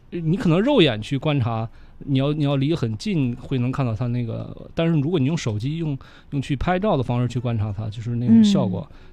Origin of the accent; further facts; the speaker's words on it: Northeast China, China; 我是这个东北林区长大的